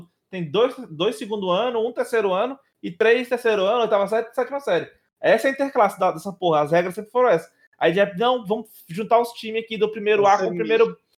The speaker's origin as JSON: {"language": "Portuguese", "town": "Cristino Castro", "region": "Piauí", "country": "Brazil", "said": "eu sou de Cristina Castro."}